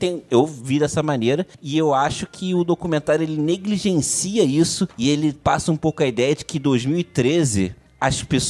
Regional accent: Rio de Janeiro, Brazil; now in Niterói, Brazil; Eu sou do Rio de Janeiro, moro em Niterói, uma cidade do lado do Rio de Janeiro, mas apesar de ter uma cidade de ter pouco menos de 500 mil habitantes, ela tem um comportamento de cidade grande, né?

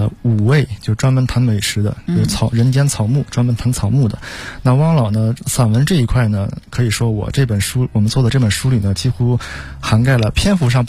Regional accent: Northeast China, China; 我是东北人

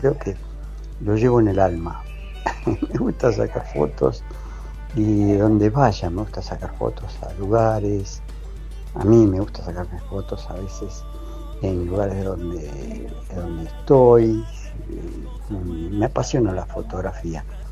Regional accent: Argentina; me reconoce por el acento, dice, ah, sos argentino, sí, sí, sí.

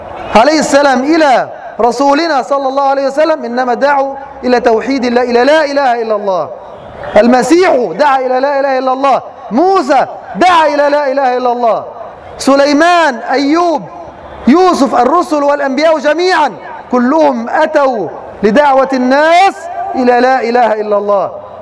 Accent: Egypt; في هذه البلاد، في بلادنا مصر

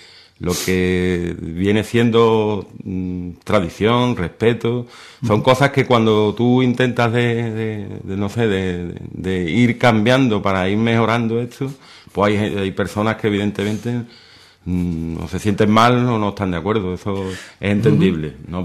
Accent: Seville, Andalusia, Spain; born there; yo nací en Sevilla y en Sevilla es donde comencé mis andaduras cofrades.

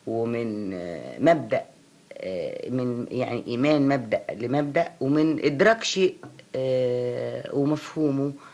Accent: Egypt; فأنا مواطنة مصرية أولا وأخيرا

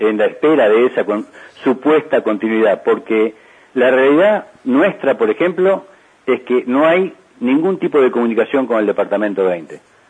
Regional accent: Uruguay; now in Toronto, Canada; Porque los uruguayos, seguimos siendo uruguayos toda la vida, ¿no? Y nos morimos uruguayos, aunque estemos en el exterior

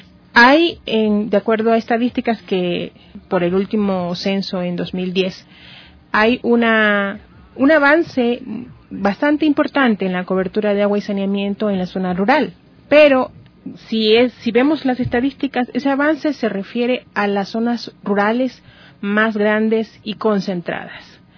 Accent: Esmeraldas, Ecuador; Yo vengo de la provincia de Esmeraldas, tenemos una crisis de agua

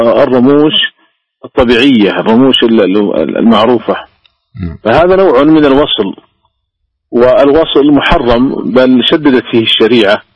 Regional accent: Saudi Arabia; وحتى عندنا في المملكة العربية السعودية منعته رسميا وزارة التجارة

